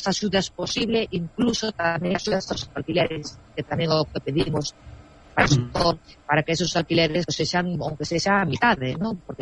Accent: Galicia, Spain; Pero bueno, pero nós como galegos ou os españoles en general somos moi dados

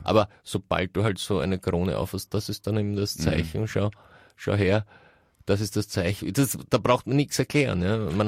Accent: Russia; Ja, ich komme ja aus Russland.

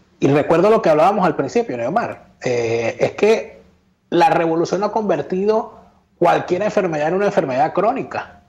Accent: Venezuela; now in Colombia; desde que yo salí de Venezuela, desde que llegué a Colombia, cuando salí, sentí que el mundo había avanzado 20 años.

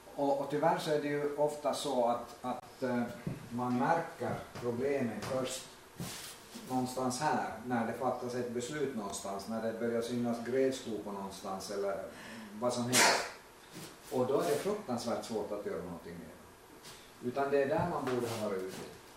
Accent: Oravais, Ostrobothnia, Finland; Jag är också hemma från Oravais, Österbotten och Österby. En liten

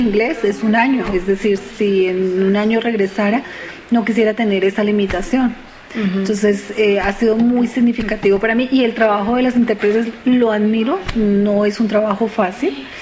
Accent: Colombia; soy de Colombia

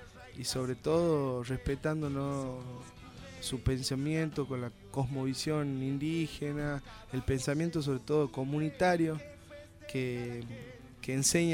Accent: Jujuy, Argentina; conocer la poesía de mi tierra, de Jujuy.

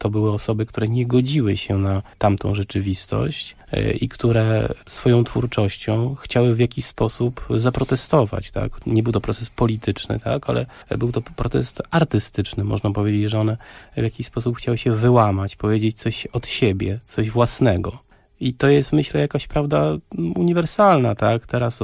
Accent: Warsaw, Masovian Voivodeship, Poland; Ja jako osoba z Warszawy, wychowany tutaj na osiedlu za Żelazną Bramą, właściwie na nowo odkrywałem to miasto, chociaż jestem stąd

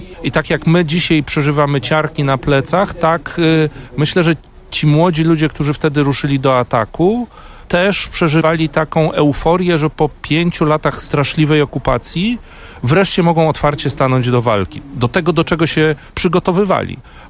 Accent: Szczecin, West Pomeranian Voivodeship, Poland; also born or lived in Gdańsk; now in Warsaw, Poland; Z urodzenia jestem gdańszczaninem, bo mama pochodzi z Gdańska, natomiast wychowałem się w Szczecinie, bo tata jest ze Szczecina

